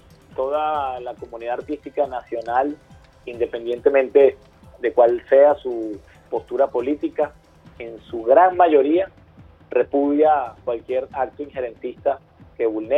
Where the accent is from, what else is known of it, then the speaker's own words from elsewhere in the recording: Venezuela; lo que verdaderamente somos los venezolanos y las venezolanas.